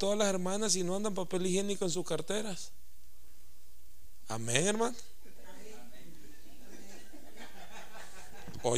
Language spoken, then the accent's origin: Spanish; El Salvador; Así somos la cultura salvadoreña, así somos. Y yo, con esa cultura salvadoreña